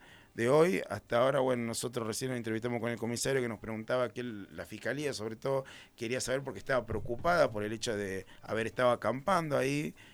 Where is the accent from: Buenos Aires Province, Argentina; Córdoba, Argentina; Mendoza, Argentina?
Córdoba, Argentina; Capilla del Monte; Nosotros también somos de Capilla. Mi abuelo trabajó toda la vida en el mercado municipal, mi padre también, se fue a Buenos Aires. Yo volví hace 12 años con un montón de sueños, pero tengo toda mi familia acá.